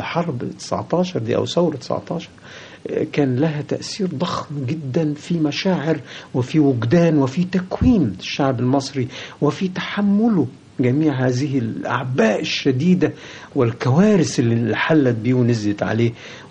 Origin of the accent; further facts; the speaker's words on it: Egypt; أنا مصري، الله، مش معقول أن أنا يعني ما أحبش بلدي